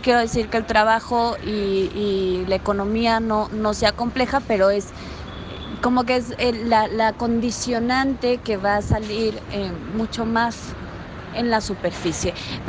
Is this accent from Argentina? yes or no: no; Mexico; soy de México